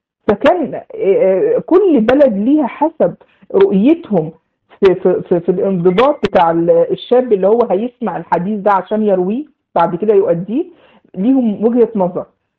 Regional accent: Egypt; فمجها يعني زي ما بنقول عندنا في مصر بخها في وشه

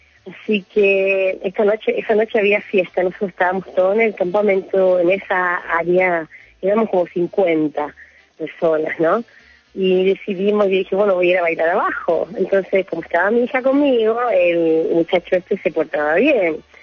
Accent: Chile; Yo soy chilena, sí.

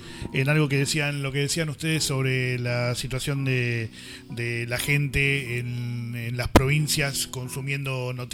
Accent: Buenos Aires, Argentina; hay 2 o 3 que somos de Buenos Aires y el resto son de diferentes provincias, ¿no?

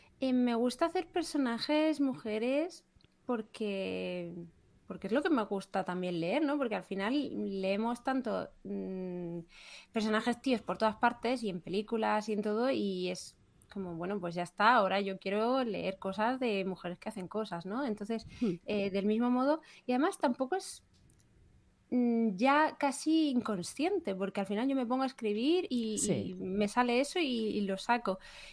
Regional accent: Murcia, Region of Murcia, Spain; bueno, para empezar, porque yo soy de Murcia, ¿no? Y entonces me hacía gracia traerlo a mi ciudad. De origen, que yo ya no vivo allí

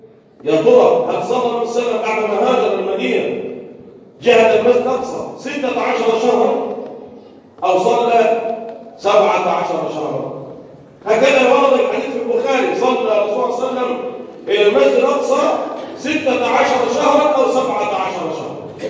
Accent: Egypt; اللهم احفظ بلدنا مصر وسائر بلاد المسلمين من كل مكروه وسوء.

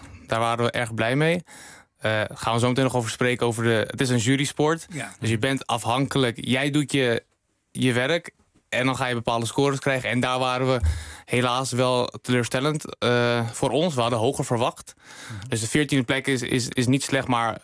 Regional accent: Netherlands; bijvoorbeeld ik kom uit Nederland.

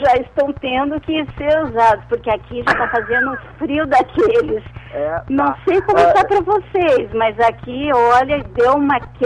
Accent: Florianópolis, Santa Catarina, Brazil; moved away as an adult; now in Rio de Janeiro, Brazil; eu sou de Florianópolis, mas assim que eu me formei, eu fui morar no Rio de Janeiro.

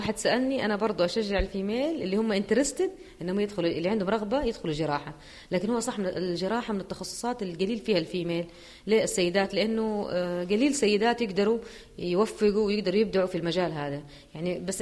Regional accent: Jeddah, Makkah Province, Saudi Arabia; طبعا عشان عندنا في جدة ما هو موجود لكن في الرياض

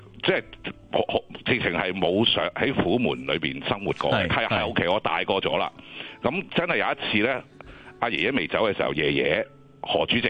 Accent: Humen, Guangdong, China; 系啊，虎门人嚟嘅。

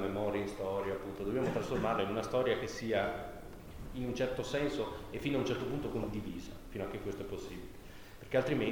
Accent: Bologna, Emilia-Romagna, Italy; Io vengo da Bologna

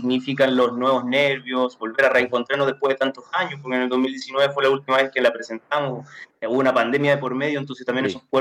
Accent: Buin, Santiago Metropolitan Region, Chile; tuve la oportunidad de ir a mi pueblo, allá en Santiago de Chile, que se llama Buin

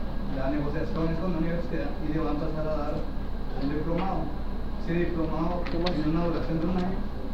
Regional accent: Guatemala; Vengo de Guatemala.

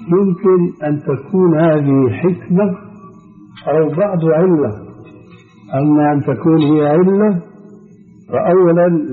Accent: Syria; وكما يقولون عندنا في الشام حطينا رجلينا مي بارد

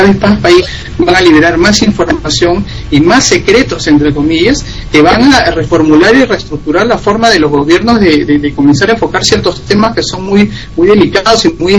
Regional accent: Peru; esa coordinación que venimos ya realizando acá desde Perú, y que también conjuntamente

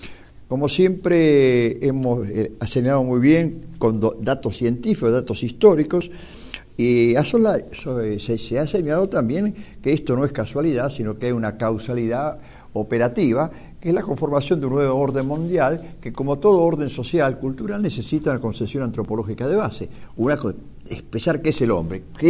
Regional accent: Argentina; un deber que tenemos como argentinos y como cristianos católicos.

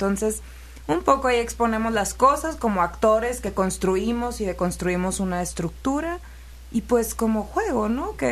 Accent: Tijuana, Baja California, Mexico; Yo soy de Tijuana, Baja California.

